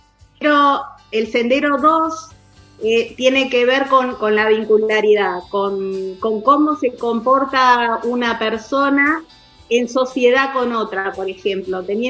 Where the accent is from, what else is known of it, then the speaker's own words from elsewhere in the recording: Argentina; Somos así, los argentinos somos de dar